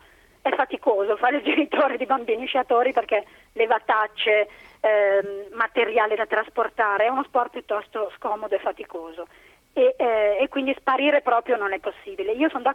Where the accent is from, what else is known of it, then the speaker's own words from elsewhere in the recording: Milan, Lombardy, Italy; now in Aosta Valley, Italy; il fatto di essere milanese era quasi un vantaggio